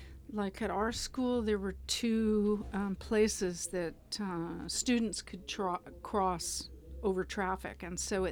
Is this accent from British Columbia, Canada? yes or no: no; Calgary, Alberta, Canada; I grew up in Calgary, Alberta.